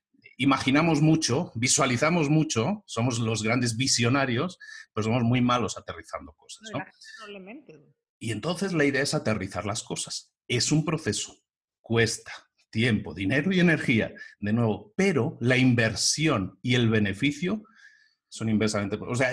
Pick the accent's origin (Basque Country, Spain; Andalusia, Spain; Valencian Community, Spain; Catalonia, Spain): Catalonia, Spain; Barcelona; Yo vengo de Barcelona, por ejemplo.